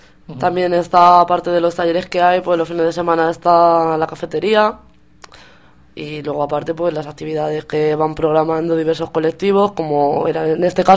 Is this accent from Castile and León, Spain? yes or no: no; Pinto, Community of Madrid, Spain; Nosotros mismos los dos somos de Pinto.